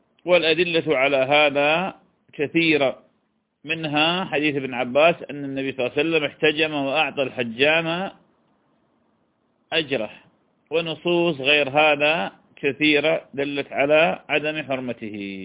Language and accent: Arabic; Iraq; accent: Iraqi; هو ما يسمى بالكلب المشلوب بلهجتنا العراقية